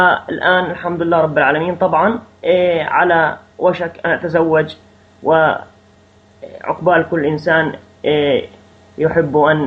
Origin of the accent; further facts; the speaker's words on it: Nablus, West Bank, Palestine; من فلسطين، الضفة الغربية، مدينة نابلس، الريف، منطقة الريف في نابلس. من مواليد عام 1980، أبلغ من العمر أو مضى من عمري حاليا 33 عاما